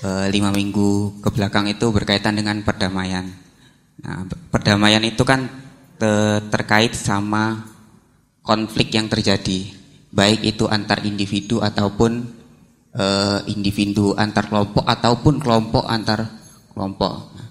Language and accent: Indonesian; Palembang, South Sumatra, Indonesia; asal dari Palembang, sekarang kuliah di UIN Sunan Kalijaga.